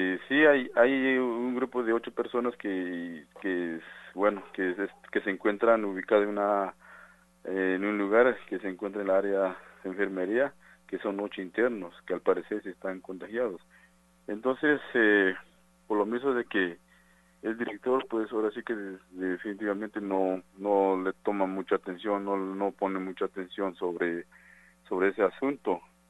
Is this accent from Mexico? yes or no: yes; San Juan Chamula, Chiapas, Mexico; soy originario de San Juan Chamula.